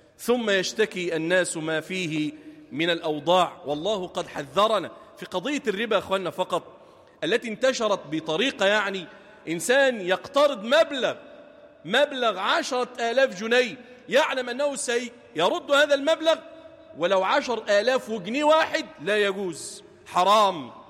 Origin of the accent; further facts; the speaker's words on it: Damietta, Damietta Governorate, Egypt; اجعل بلدنا دمياط واحة للأمن والأمان